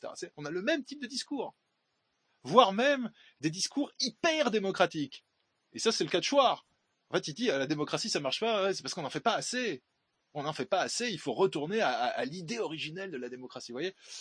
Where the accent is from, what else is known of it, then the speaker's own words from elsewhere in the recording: Grand Est, France; Ce type de mesure expérimentale de soumission et de délire collectif est systématiquement testé chez nous en Alsace.